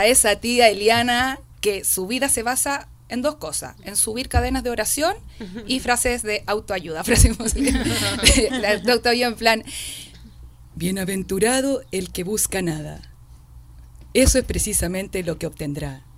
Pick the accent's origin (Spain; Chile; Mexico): Chile; de nuevo me habían confundido con una argentina, de nuevo, weón, soy chilena, loco